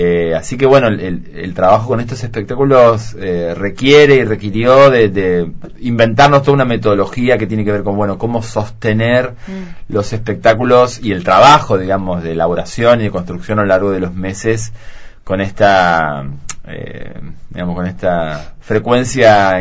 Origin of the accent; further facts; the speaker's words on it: Entre Ríos, Argentina; yo soy de Entre Ríos, también un territorio muy particular, también bastante aislado de la centralidad.